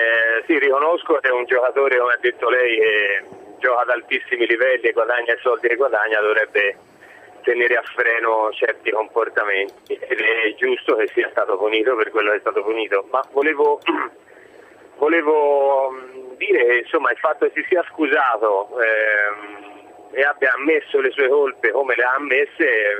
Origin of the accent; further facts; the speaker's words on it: Florence, Tuscany, Italy; Sì, sono di Firenze anch'io